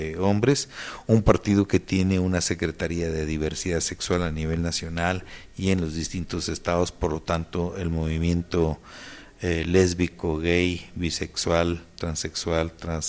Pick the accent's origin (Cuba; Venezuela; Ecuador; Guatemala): Guatemala; now in Mexico; En primer lugar, yo soy guatemalteco.